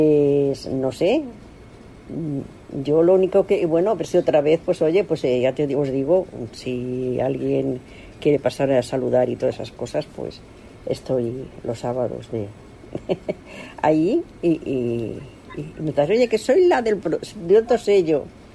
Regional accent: Madrid, Community of Madrid, Spain; yo soy de Carabanchel, pero no toco nada.

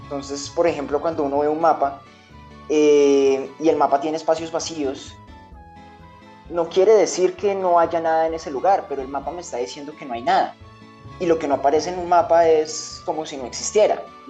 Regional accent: Bogotá, Bogotá Capital District, Colombia; yo crecí, nací, me crié, estudié en Bogotá

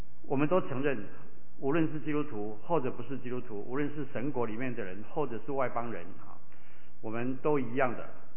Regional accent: Taiwan; 他们在美国长大，我在台湾长大

